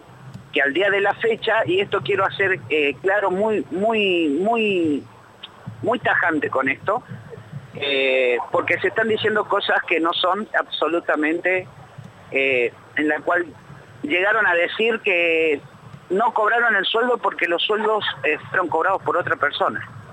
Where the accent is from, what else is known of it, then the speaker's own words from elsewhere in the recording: Catamarca, Argentina; born there; now in Buenos Aires Province, Argentina; No, yo nací en la provincia de Catamarca y vivo actualmente en la provincia de Buenos Aires.